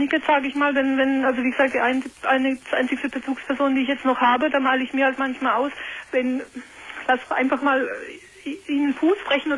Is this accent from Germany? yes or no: yes; Karlsruhe, Baden-Württemberg, Germany; also ich komme aus Karlsruhe